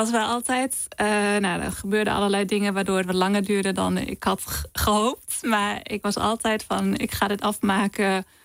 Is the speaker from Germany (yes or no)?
yes; Germany; Dutch is a second language; now in Netherlands; Nou, in Duitsland bijvoorbeeld, waar ik vandaan kom, in de lift